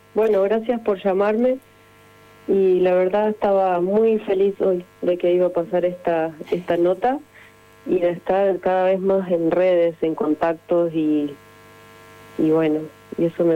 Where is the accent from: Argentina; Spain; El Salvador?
Argentina; Neuquén; born there; Mi hermana, la que siguió, y yo nacimos acá en Neuquén.